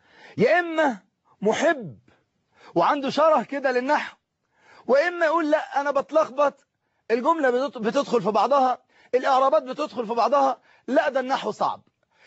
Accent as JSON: {"language": "Arabic", "country": "Egypt", "said": "في كل مكان من بلادنا مصر الحبيبة"}